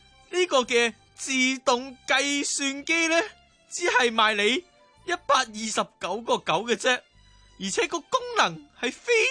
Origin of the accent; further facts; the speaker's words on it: Hong Kong; 至于我哋香港人系用2.4 beta 版本嘅